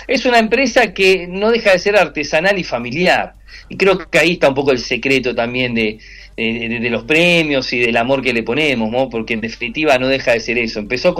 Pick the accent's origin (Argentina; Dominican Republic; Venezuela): Argentina; Quilmes, Buenos Aires Province; somos de Quilmes y vos sabés que acá manda el fanatismo por el número uno